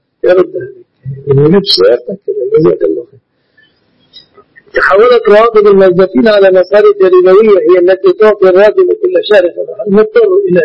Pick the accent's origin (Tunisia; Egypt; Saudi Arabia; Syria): Egypt; لكن هذه لغتنا في مصر.